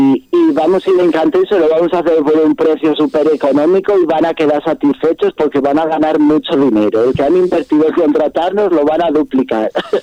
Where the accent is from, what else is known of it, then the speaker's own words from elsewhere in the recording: Sanabria, Castile and León, Spain; el último concierto que tuve en mi pueblo, en Sanabria, por ahí